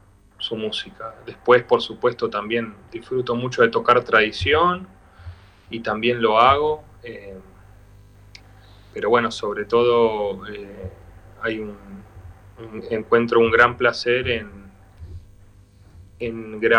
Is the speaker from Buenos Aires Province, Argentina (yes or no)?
yes; Bahía Blanca, Buenos Aires Province, Argentina; now in Buenos Aires, Argentina; Yo soy de Bahía Blanca y estoy en Buenos Aires hace ya, creo que casi 12 años, 11, 12 años.